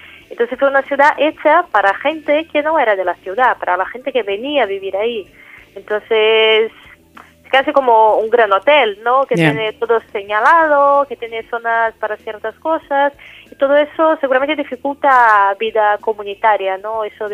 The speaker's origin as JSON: {"language": "Spanish", "town": "Brasília", "region": "Federal District", "country": "Brazil", "second_language": "Spanish", "moved": "as an adult", "lives_now": "São Paulo, Brazil", "said": "Yo soy de Brasilia, la capital, pero llevo ya 2 años viviendo en São Paulo por temas de militancia y así."}